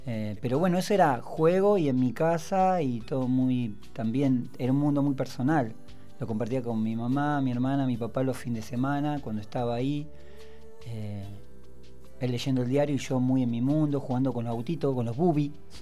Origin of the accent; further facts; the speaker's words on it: Comodoro Rivadavia, Chubut, Argentina; also born or lived in Hurlingham; nací en Hurlingham. Nos mudamos en el 84 con mi familia a Comodoro Rivadavia. Por cuestiones petroleras, ¿no? Por trabajo. Y me crío en Rivadavia, Francia, para quienes conocen allá, apenas cuando va subiendo la loma